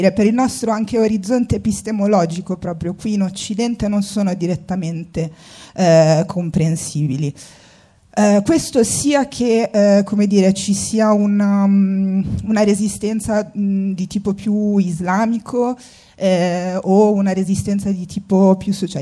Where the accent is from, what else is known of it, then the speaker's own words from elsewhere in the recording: Tunisia; Io sono tunisina